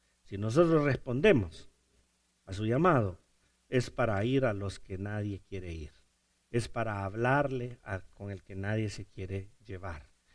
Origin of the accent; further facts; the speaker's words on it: Honduras; ¿Y tú eres mexicano? No soy mexicano, soy hondureño. ¿Pero hablas mexicano? No, no, yo no hablo mexicano, yo hablo español.